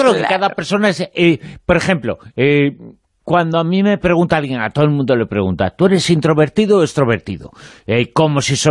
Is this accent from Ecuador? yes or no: no; Galicia, Spain; es que soy gallego también. Entonces los gallegos somos unos introvertidos con mucha extroversión.